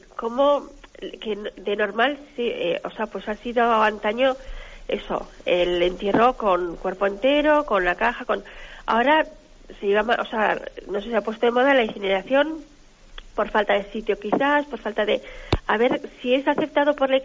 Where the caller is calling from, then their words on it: Navarre, Spain; de Navarra.